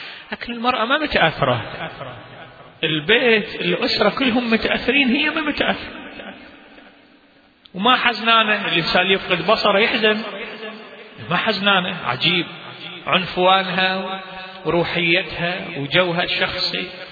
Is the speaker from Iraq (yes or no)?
yes; Baghdad, Baghdad Governorate, Iraq; فهي عندنا في بغداد عاشت صراع لمدة شهر